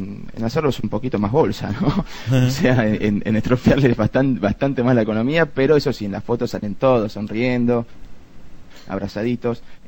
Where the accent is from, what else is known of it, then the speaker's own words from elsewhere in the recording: Argentina; Hablando de un país como Argentina, que no es por agrandarnos ni mucho menos, pero históricamente siempre nos hemos caracterizado porque en Latinoamérica teníamos algo que se llamaba clase media